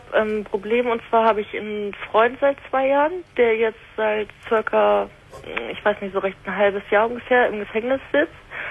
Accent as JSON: {"language": "German", "region": "Hamburg", "country": "Germany", "said": "Und ich komme ja aus Hamburg und das, ich bin am Überlegen, da runterzuziehen"}